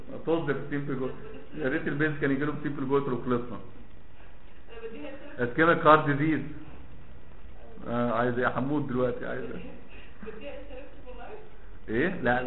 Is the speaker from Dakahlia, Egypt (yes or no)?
no; Alexandria, Alexandria Governorate, Egypt; now in Cairo, Egypt; احنا اساسا من اسكندريه انا عايش في القاهره